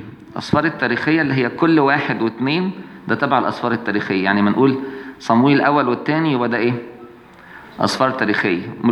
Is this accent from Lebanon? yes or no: no; Egypt; عشان يضايقونا احنا كمصريين